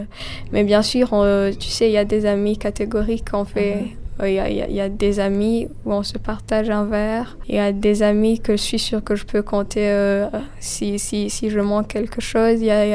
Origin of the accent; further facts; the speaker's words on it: Burundi; Non, je suis burundaise.